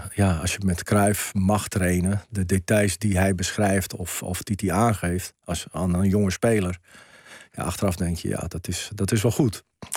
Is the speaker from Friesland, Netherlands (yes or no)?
no; South Holland, Netherlands; Ik ben opgegroeid in het Rotterdamse.